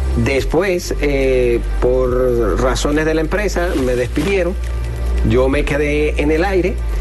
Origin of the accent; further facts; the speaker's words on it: Miranda, Venezuela; No, bueno, yo soy venezolano, desde allá.